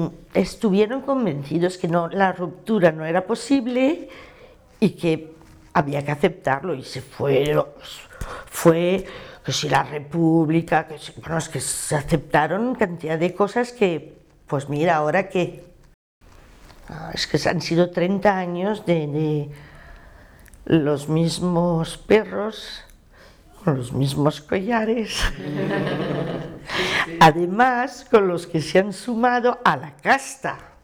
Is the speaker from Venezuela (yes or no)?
no; Saint-Denis, Île-de-France, France; yo soy del Cinturón Rojo de París, soy de Saint-Denis.